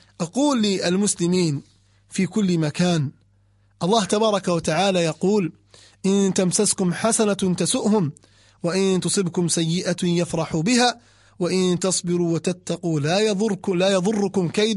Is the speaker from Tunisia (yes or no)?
no; Libya; منها ما يسمون الآن عندنا في ليبيا يقولون السحب على الحمر